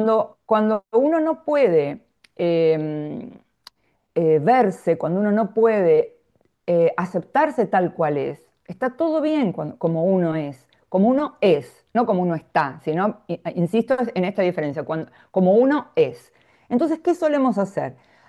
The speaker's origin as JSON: {"language": "Spanish", "town": "Mar del Plata", "region": "Buenos Aires Province", "country": "Argentina", "said": "yo soy de Mar del Plata, de Argentina, ¿no?"}